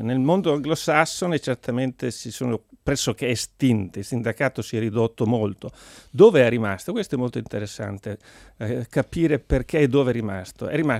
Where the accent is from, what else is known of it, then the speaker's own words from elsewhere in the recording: Mantua, Lombardy, Italy; Sono cresciuto in ambiente cattolico, nella provincia lombarda, sono di Mantova.